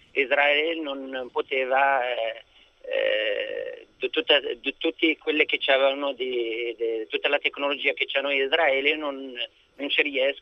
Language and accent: Italian; Morocco; Italian is a second language; now in Italy; Io sono marocchino. Io vivo in Italia